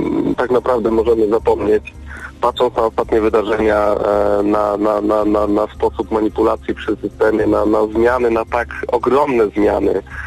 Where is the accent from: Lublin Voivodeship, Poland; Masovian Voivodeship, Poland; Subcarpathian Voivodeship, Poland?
Lublin Voivodeship, Poland; Lublin; Mam 30 lat, jestem przedsiębiorcą z Lublina.